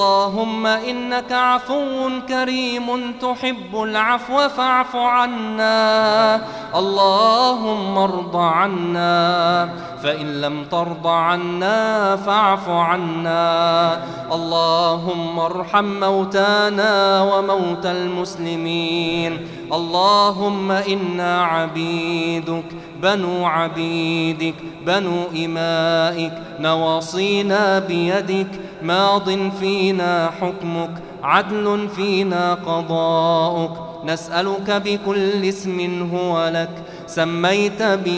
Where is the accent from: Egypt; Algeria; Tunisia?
Egypt; عن بلدنا مصر خاصة وعن سائر بلاد